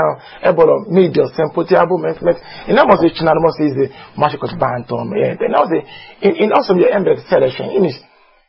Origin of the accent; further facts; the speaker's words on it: Nigeria; first language Yoruba; Hungarian is a second language; A Yoruba. Yorubából számozok.